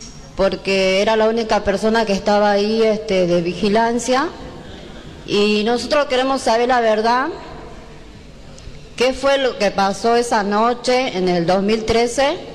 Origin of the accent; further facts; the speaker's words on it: Ledesma, Jujuy, Argentina; Buenas noches a todos. Soy de Ledesma.